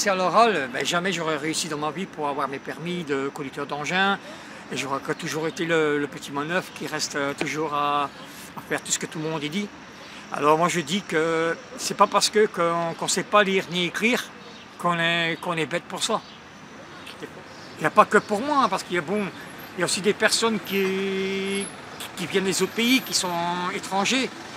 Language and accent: French; Tubize, Wallonia, Belgium; born there; j'ai 55 ans et je suis né à Tubize.